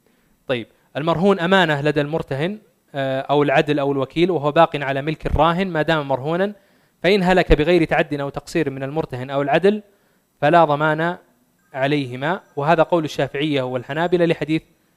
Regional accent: Saudi Arabia; وهي موجودة في الرهن العقاري المسجل عندنا في السعودية

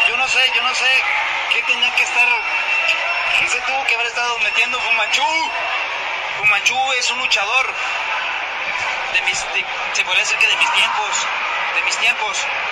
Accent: Bajacuarán, Michoacán, Mexico; soy originario de Bajacuarán, Michoacán, ¿sí?

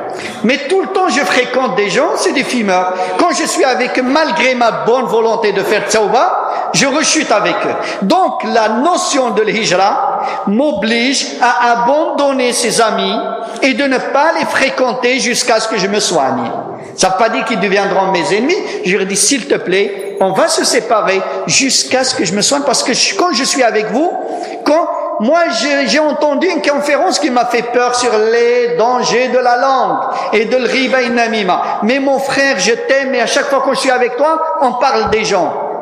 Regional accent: Morocco; now in France; Tu ne peux pas dire mon pays natal, le Maroc

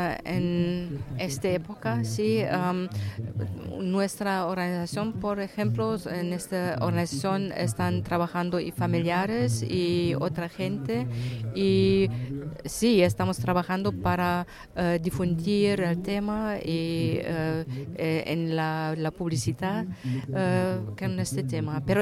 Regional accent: Berlin, Germany; Spanish is a second language; sí, en Berlín, soy de Berlín.

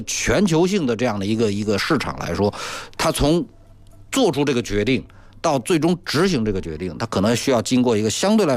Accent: China; 作为中国人

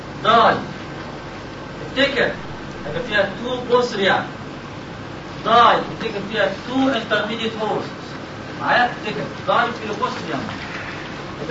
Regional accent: Egypt; ما تقولش عندنا في مصر

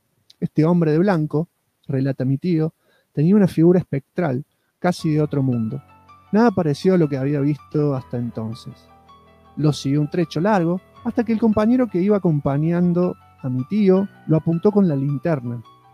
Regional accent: Puerto Vilelas, Chaco, Argentina; a 10 kilómetros de mi ciudad natal, que es la ciudad de Puerto Videlas, cercana a Resistencia.

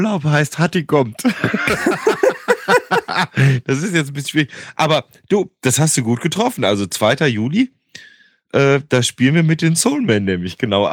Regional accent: Cologne, North Rhine-Westphalia, Germany; ich bin ja da in Köln groß geworden

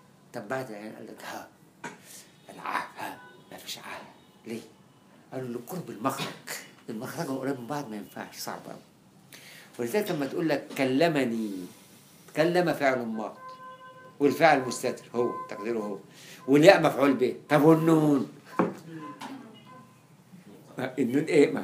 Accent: Egypt; طب ما احنا كلنا مصريين بنتكلم عربي احنا بنعرف لغه عربيه

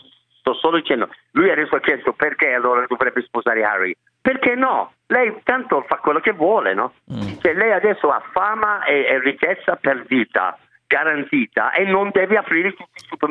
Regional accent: England, United Kingdom; Italian is a second language; Anch'io sono inglese che vado su e giù.

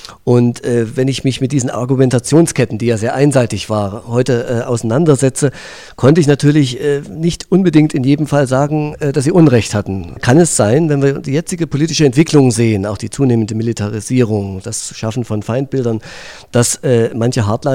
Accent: Thuringia, Germany; ich komme aus Thüringen, so Grenznähe.

